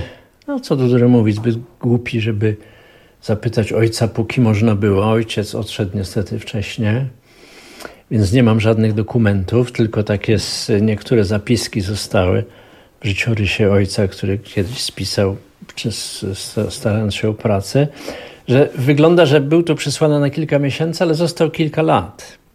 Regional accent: Katowice, Silesian Voivodeship, Poland; born there; ja właściwie się urodziłem w Katowicach, ale moje związki z Katowicami są bardzo serdeczne

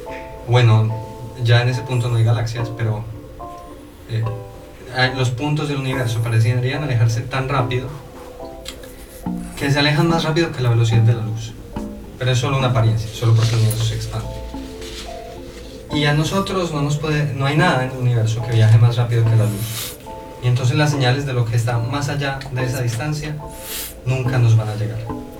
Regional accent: Medellín, Antioquia, Colombia; Y mi ciudad natal es Medellín, en Colombia.

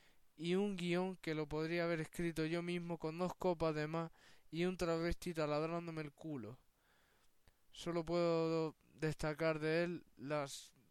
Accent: Andalusia, Spain; andaluz, cinéfilo y putero.

